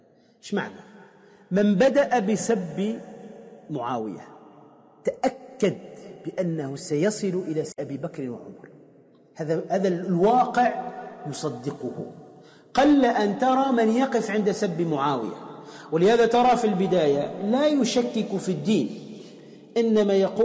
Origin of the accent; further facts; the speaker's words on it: Tunisia; احنا عندنا في تونس كلما سألت عن واحد قلت